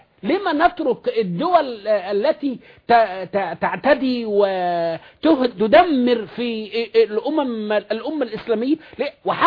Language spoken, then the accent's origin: Arabic; Upper Egypt, Egypt; خد بالك ان انا صعيدي يعني